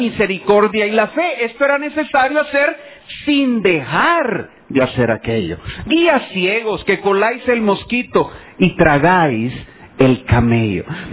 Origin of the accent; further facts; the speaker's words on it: El Salvador; Hermanos, somos guanacos, no tenemos por qué cumplir las costumbres judías. Somos salvadoreños